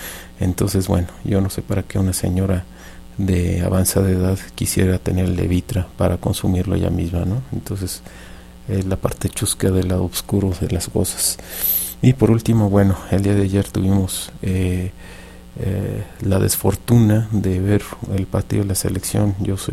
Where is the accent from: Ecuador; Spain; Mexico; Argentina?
Mexico; y digo nuestro porque somos mexicanos, no porque sea mi entrenador